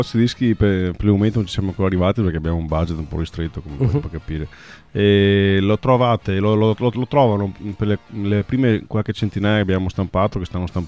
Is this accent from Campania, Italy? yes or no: no; Pegolotto di Cona, Veneto, Italy; born there; Sì, del mio paese natale, che è Pegolotto di Cona.